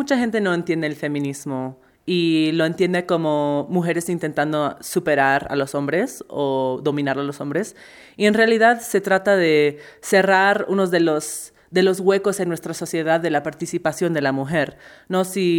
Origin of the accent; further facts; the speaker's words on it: United States; Mi hermano y yo somos de los Estados Unidos.